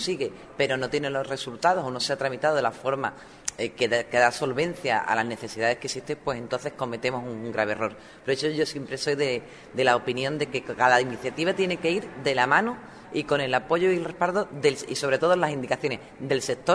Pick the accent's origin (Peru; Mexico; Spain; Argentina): Spain; Valverde del Camino, Andalusia; Yo soy de Valverde, también hemos trabajado el tema de la piel